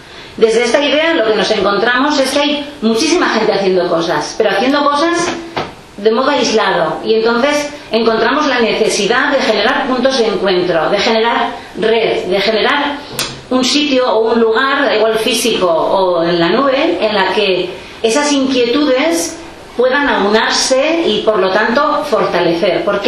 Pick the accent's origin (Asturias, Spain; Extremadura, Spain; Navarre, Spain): Navarre, Spain; Olondriz; vengo de Olondri, de un pueblo del Valle de Erro.